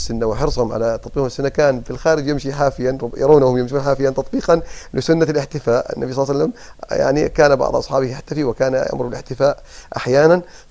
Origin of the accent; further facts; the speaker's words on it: Kuwait; حتى أنهم عندنا في الكويت حصلت مشاكل كثيرة